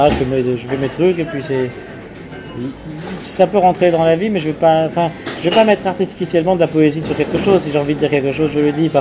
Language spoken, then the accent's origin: French; Paris, Île-de-France, France; À Paris, je suis très parisien, moi. Je suis un parisien tête de chien, moi.